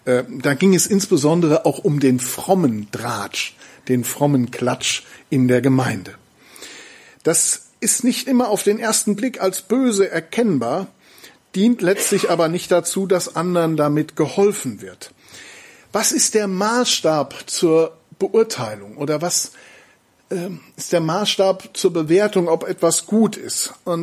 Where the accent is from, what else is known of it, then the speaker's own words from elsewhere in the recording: North Rhine-Westphalia, Germany; Ich komme ja, wie gesagt, aus dem Siegerland